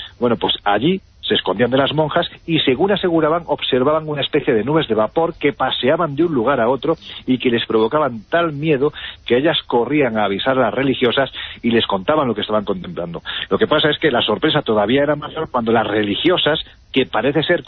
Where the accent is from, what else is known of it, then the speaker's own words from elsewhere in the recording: Jaén, Andalusia, Spain; en mi tierra